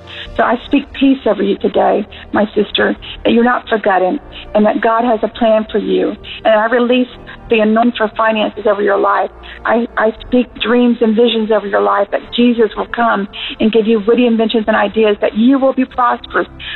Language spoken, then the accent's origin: English; Huntsville, Alabama, United States; now in Seattle, United States; We aren't there right now. We're out in Seattle, but we're from Huntsville